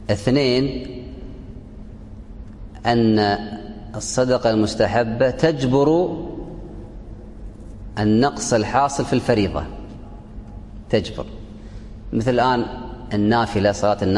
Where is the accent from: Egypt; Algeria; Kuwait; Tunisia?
Kuwait; عندنا في الكويت أهل الكويت أهل خير